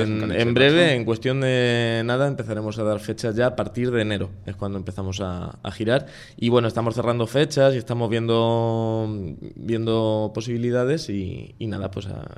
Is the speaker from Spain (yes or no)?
yes; Alcázar de San Juan, Castilla-La Mancha, Spain; now in Madrid, Spain; Yo no, yo soy de Alcázar, yo soy manchego. Yo soy manchego. De Alcázar de San Juan, pero llevo ya 3 años en Usera.